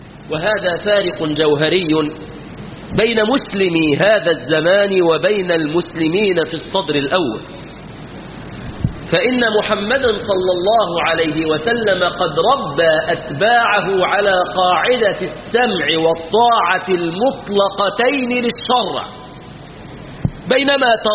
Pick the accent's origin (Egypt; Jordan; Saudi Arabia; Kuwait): Egypt; في بلادنا مصر